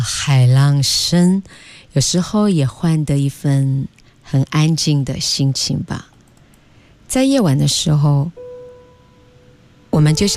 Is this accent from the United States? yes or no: no; China; 这是我们中国人最熟知的一种面对海的心境的描述